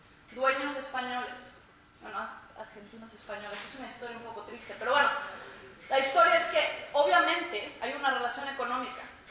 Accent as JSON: {"language": "Spanish", "country": "Mexico", "lives_now": "United States", "said": "como inmigrante en Europa y en Estados Unidos, que es importante que nosotros como inmigrantes recordemos, ¿verdad? Recordemos que, por ejemplo, como mexicana"}